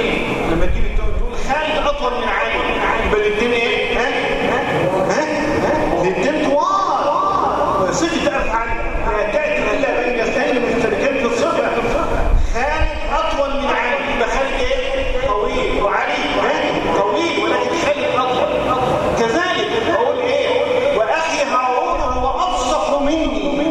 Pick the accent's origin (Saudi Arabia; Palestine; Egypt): Egypt; احنا بنسميها في البلد عندنا في مصر عنده قليطه